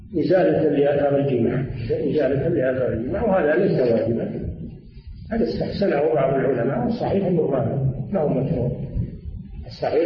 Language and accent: Arabic; Riyadh, Riyadh Province, Saudi Arabia; نزل على بلدنا الرياض ولم ينزل على البلاد الأخرى